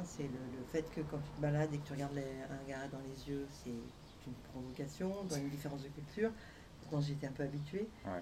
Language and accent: French; France; born there; Voilà, non, bref, moi je suis née en France.